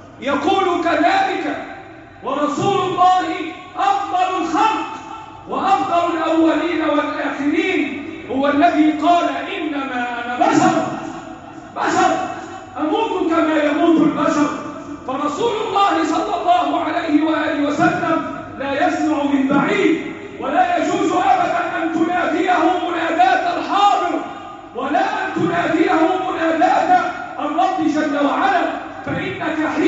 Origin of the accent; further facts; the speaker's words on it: Egypt; اللهم احفظ بلدنا مصر وسائر بلاد المسلمين